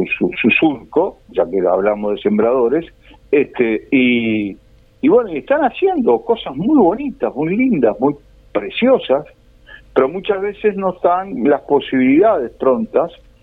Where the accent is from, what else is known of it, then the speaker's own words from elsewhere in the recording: Canelones, Uruguay; Sí, soy un canario sembrador